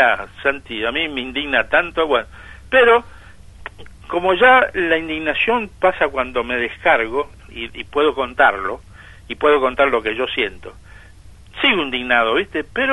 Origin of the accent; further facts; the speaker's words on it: Buenos Aires, Argentina; yo soy porteño nacido en la ciudad de Buenos Aires y actualmente no voy por la ciudad porque para mí ha cambiado mucho desde cuando yo era chico